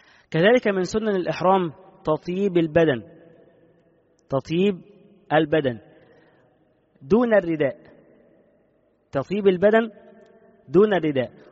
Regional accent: Egypt; خصوصا حتى عندنا في مصر هنا

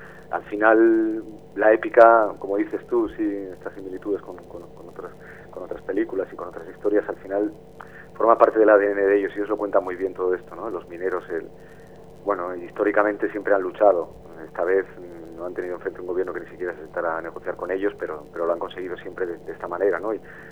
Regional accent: Gijón, Asturias, Spain; yo soy de Gijón, no soy de Las Cuencas, pero de un barrio que se llama La Calzada, que es tradicionalmente obrero, donde estaban los astilleros.

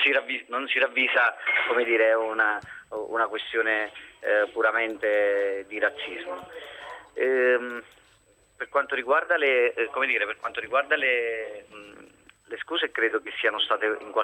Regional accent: Naples, Campania, Italy; now in Verona, Italy; sono a Verona, ma in realtà io sono napoletano e sono a Verona per lavoro.

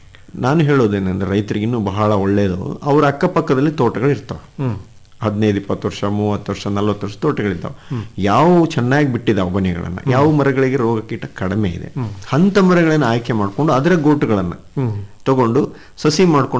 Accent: Karnataka, India; ಜಗತ್ತಿನಲ್ಲಿ ನಾವು ಭಾರತೀಯರು ಮುಂಚೂಣಿಯಲ್ಲಿದ್ದೀವಿ, ಭಾರತದಲ್ಲಿ ಕರ್ನಾಟಕದವರು ಇನ್ನೂ ಮುಂಚೂಣಿಯಲ್ಲಿದ್ದೀವಿ.

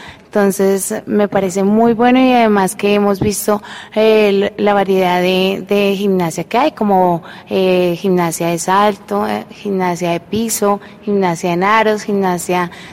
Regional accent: Colombia; creo que como muchos colombianos

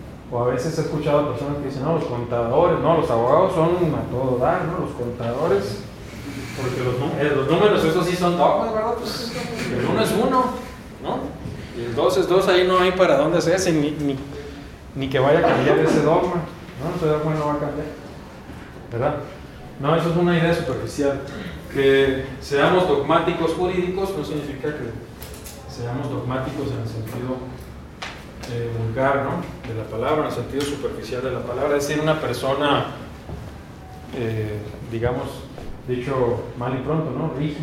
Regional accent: Baja California, Mexico; moved away; las leyes yo soy de Baja California, las leyes de Baja California tienen el mismo rango constitucional que las federales

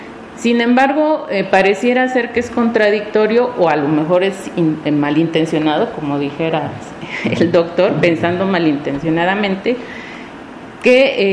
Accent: Oaxaca, Mexico; Yo nací en el Valle de Oaxaca, crecí al lado de un río que en su época fue muy hermoso, el río Atoyac

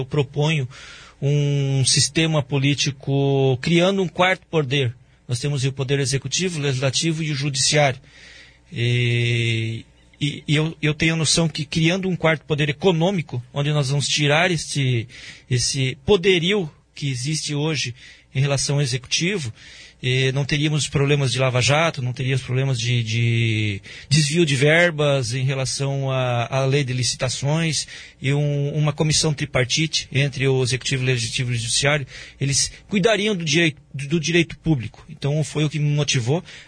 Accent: Foz do Iguaçu, Paraná, Brazil; Eu sou nascido em Foz do Iguaçu. Eu sou de Foz do Iguaçu.

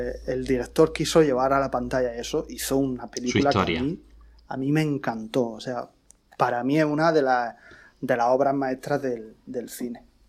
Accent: Region of Murcia, Spain; En la región de Murcia, que es de donde yo soy, en ningún cine.

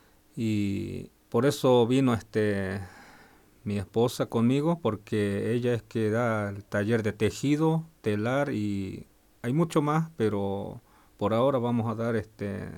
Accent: Argentina; somos, digamos, de la Argentina, y siempre pienso y algunos no pueden llegar a donde estamos, y en realidad somos mucha etnia.

